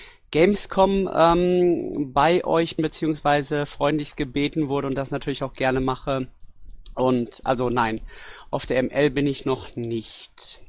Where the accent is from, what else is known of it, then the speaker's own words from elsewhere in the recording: Leverkusen, North Rhine-Westphalia, Germany; born there; ich bin aus Leverkusen gebürtig, bin dort seit Dezember 2012 auch Büropirat.